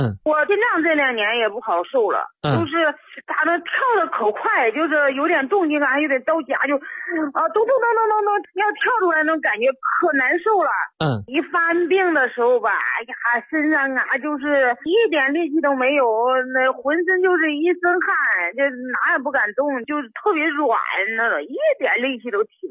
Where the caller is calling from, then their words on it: Hangzhou, Zhejiang, China; 我是杭州的。